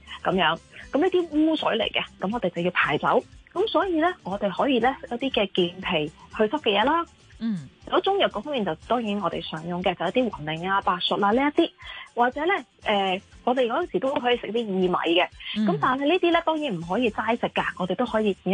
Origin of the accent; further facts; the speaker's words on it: China; 我哋中国人咧成日讲一句说话叫做日出而作，日入而息噶嘛